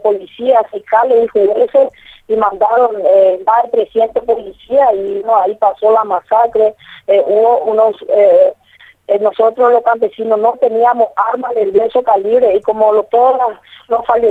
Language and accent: Spanish; Paraguay; Nosotros como paraguayos, como campesinos, somos productores de mandioca, maíz, poroto